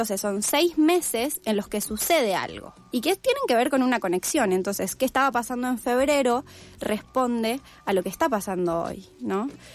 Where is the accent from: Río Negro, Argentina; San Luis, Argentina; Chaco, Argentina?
Río Negro, Argentina; El Bolsón; yo soy de Bolsón, soy de la Patagonia, vivo acá hace 3 meses.